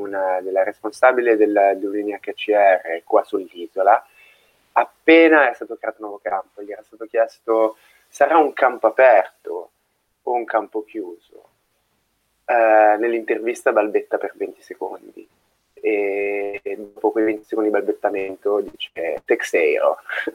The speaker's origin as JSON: {"language": "Italian", "town": "Milan", "region": "Lombardy", "country": "Italy", "said": "Da milanese sono abbastanza abituato all'umidità, al freddo, al grigio, alla pioggia."}